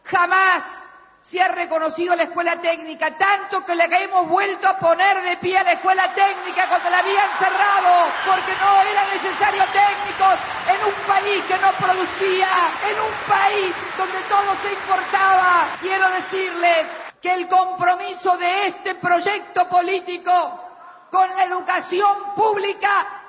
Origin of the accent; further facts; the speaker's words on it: Argentina; Si de algo puedo enorgullecerme como argentina, más que como presidenta